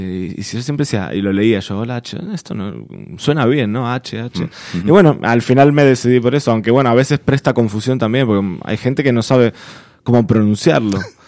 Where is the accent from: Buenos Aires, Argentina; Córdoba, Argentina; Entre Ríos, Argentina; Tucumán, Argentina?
Buenos Aires, Argentina; accent: Argentine; now in Spain; Sí, sí, soy de Buenos Aires, Argentina. Digamos, lo del nombre artístico nace un poco a partir de venirnos aquí, uh-huh, a vivir a España, allá por el 2007.